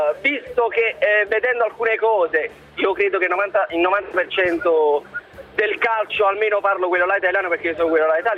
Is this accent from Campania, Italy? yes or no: yes; Naples, Campania, Italy; Io sono di Napoli